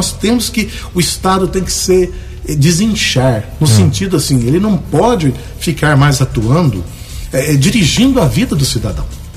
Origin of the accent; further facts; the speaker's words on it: Guaxupé, Minas Gerais, Brazil; Eu sou de Guaxupé.